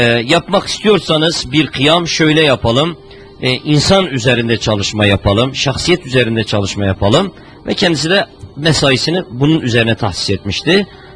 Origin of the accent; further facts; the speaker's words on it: Şanlıurfa, Turkey; sonra doğduğum, büyüdüğüm yerler